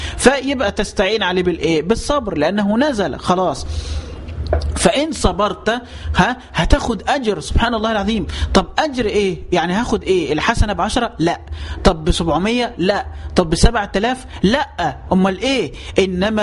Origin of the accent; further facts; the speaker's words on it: Dendera, Qena Governorate, Egypt; احنا عندنا عادات في البلد في الصعيد، عشان بس ما يكونش الكلام عام، عندي في قريتي في جزيرة دندرة